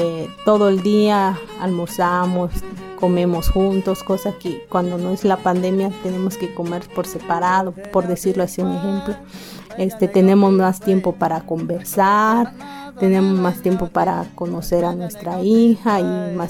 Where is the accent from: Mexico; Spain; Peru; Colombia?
Mexico; Xochistlahuaca, Guerrero; Soy de Xochislahuaca, Guerrero.